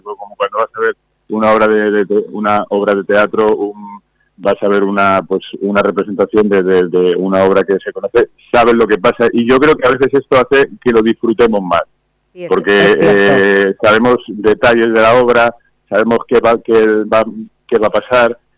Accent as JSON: {"language": "Spanish", "town": "Madrid", "region": "Community of Madrid", "country": "Spain", "tie": "born or raised there", "also_born_or_lived": "Irún", "said": "Yo nací en Irún, Guipúzcoa. Lo que pasa es que muy jovencito, pues mis padres, por motivos de trabajo, tuvieron que ir a Madrid. Y hice allí pues toda la formación, instituto, universidad, escuela superior de canto, escuela conservatorio superior de Madrid"}